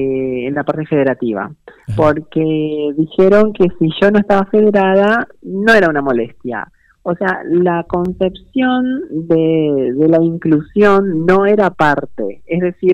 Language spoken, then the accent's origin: Spanish; Paraguay; now in Argentina; la diferencia que existe entre mi país, Paraguay, y Argentina es abismal